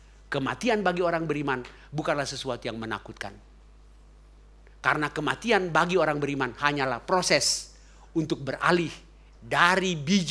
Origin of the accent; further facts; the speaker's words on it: Ambon, Maluku, Indonesia; karena saya orang Ambon